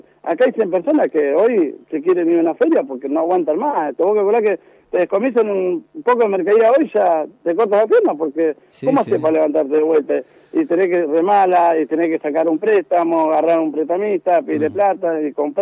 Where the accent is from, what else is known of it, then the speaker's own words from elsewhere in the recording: Moreno, Buenos Aires Province, Argentina; Yo me crié en Moreno, viví en la estación de Moreno